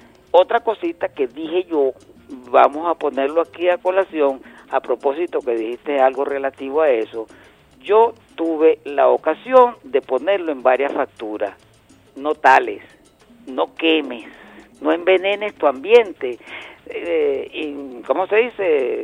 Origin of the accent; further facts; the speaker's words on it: Venezuela; Es el camino para tolerarnos entre todos y darnos un abrazo como venezolanos.